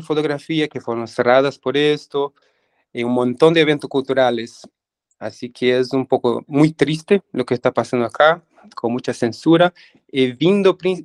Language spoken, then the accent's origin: Spanish; São Paulo, Brazil; also born or lived in São Carlos / Arujá; el estado de São Paulo, al interior, pero la verdad es que nunca viví mucho ahí. Cuando pequeño ya fui a São Paulo, vivir entre São Paulo y el interior de São Paulo, que se llama Arujá, donde viven mis abuelos.